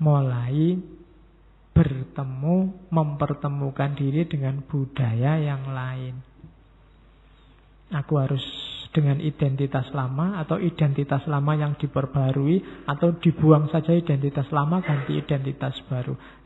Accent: Java, Indonesia; saya orang Jawa Pak, orang Jawa itu mengutamakan ngalah.

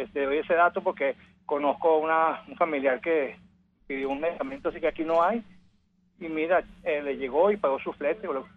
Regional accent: Macaracuay, Miranda, Venezuela; yo soy de Macaracuay.

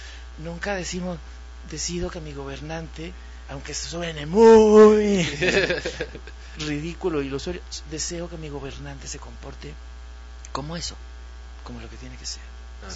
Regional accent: Yucatán, Mexico; also born or lived in Mexico City; now in Puebla, Mexico; Claro, yo soy yucateco chilangado y ahora poblano.

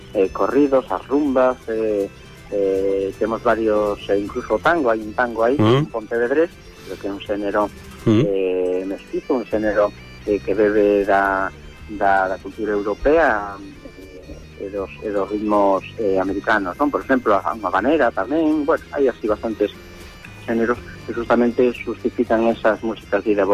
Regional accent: Poio, Galicia, Spain; eu son de Porto Santo, aquí de Pollo

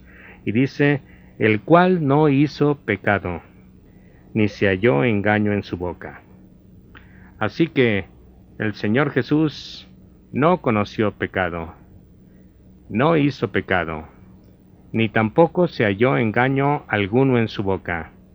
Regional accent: Mexico; En mi país, México, uno de los lugares que el turista no debe dejar de visitar es Acapulco.

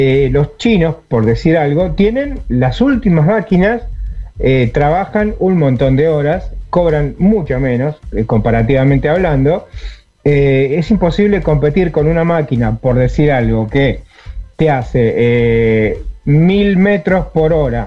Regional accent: Argentina; digo tenemos porque soy argentino, somos argentinos

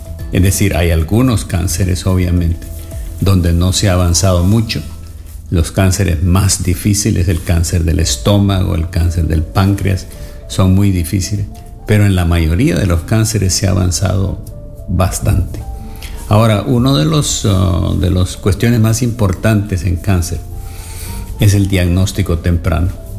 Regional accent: Honduras; Yo estudié medicina en El Salvador, aunque soy hondureño

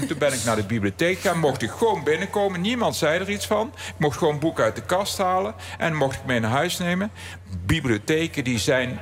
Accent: Aarle-Rixtel, North Brabant, Netherlands; die jaren 50, 60, mijn jeugd in mijn geboortedorp Aalrichsel

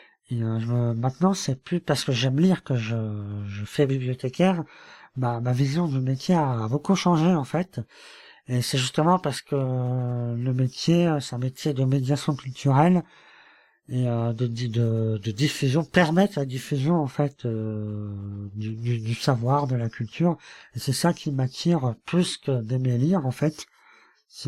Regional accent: France; je suis français, donc j'habite en Lorraine, plus précisément en Moselle, plus précisément encore, dans une ville près de Thionville dont le nom se termine par Ange.

